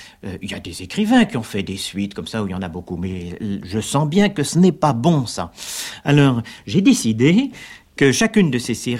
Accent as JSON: {"language": "French", "town": "Paris", "region": "Île-de-France", "country": "France", "tie": "born or raised there", "also_born_or_lived": "Lille", "said": "Mais voilà, je suis né dans le Nord, Mais c'est en effet par accident, et j'ai quitté le nord, c'est-à-dire très précisément la banlieue de Lille, quand j'avais l'âge de 3 ans pour venir à Paris. C'est-à-dire je suis un Parisien caractéristique."}